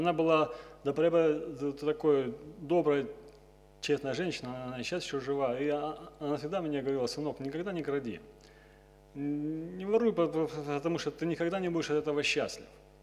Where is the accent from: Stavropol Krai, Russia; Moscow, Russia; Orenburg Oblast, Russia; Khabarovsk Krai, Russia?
Stavropol Krai, Russia; Nevinnomyssk; Приехал я с Кавказа, Северного Кавказа, со Ставрополя, город Невинномысск.